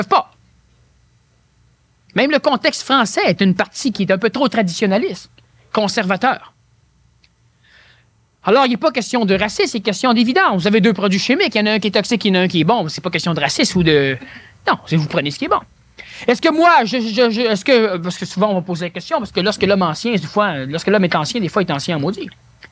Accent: Quebec, Canada; born there; Je suis né au Québec parce que c'est au Québec que ça va se passer.

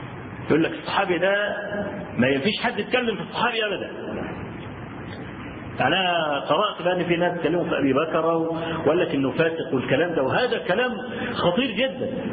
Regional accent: Egypt; انا اذكر لكم حكايه حصلت عندنا في مصر

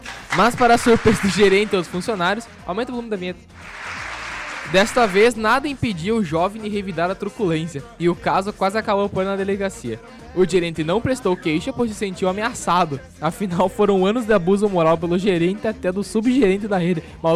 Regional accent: Erechim, Rio Grande do Sul, Brazil; born there; Eu sou da Nascinha, Erechim.

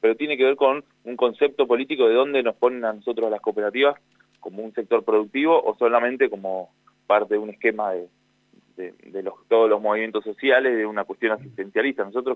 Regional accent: Buenos Aires Province, Argentina; yo soy de Provincia de Buenos Aires

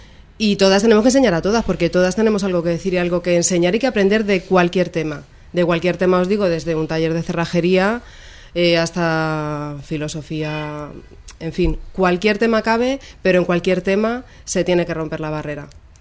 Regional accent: Madrid, Community of Madrid, Spain; ahora somos dos de Carabanchel

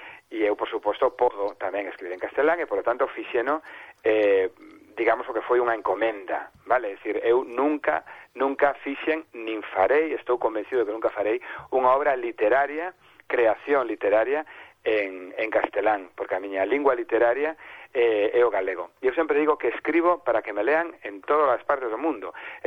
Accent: Vigo, Galicia, Spain; ademais son de Vigo, e os de Vigo temos problemas con algúns verbos, o verbo ver, o verbo mirar, hai unha serie de verbos que confundimos.

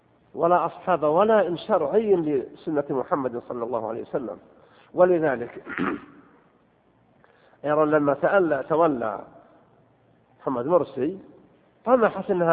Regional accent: Saudi Arabia; أن يصلح حالنا وحال بلادنا المملكة العربية السعودية

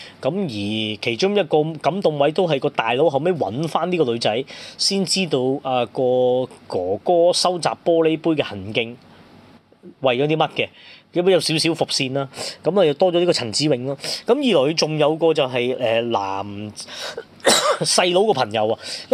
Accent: Hong Kong; 咁啊變咗我哋香港人睇啊分外親切啦

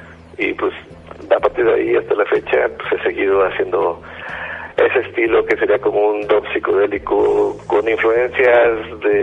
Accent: Veracruz, Mexico; now in Playa del Carmen, Mexico; En Playa tengo como 4 años más o menos. Antes estaba en Veracruz, yo soy jarocho para toda la banda

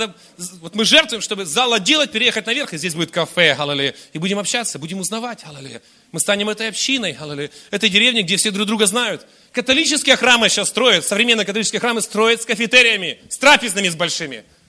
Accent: Irkutsk, Irkutsk Oblast, Russia; Я рос в Иркутске, на окраине Иркутска, частный сектор. Мы все родственники жили, 4 семьи рядом.

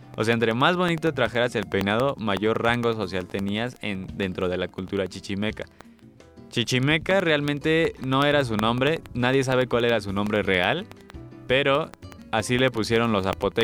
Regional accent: Celaya, Guanajuato, Mexico; Sí, de hecho, Celaya, de donde yo soy

